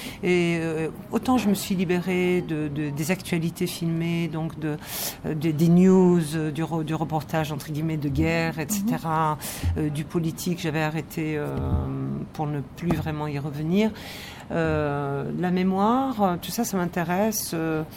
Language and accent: French; Algeria; je n'avais pas bénéficié de ce genre de film pour me construire en tant qu'Algérienne, vraiment.